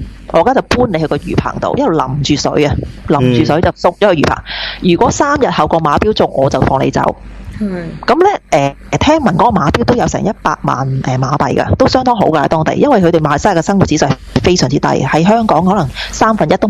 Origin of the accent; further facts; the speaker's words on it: Australia; 因為知道我哋澳洲人。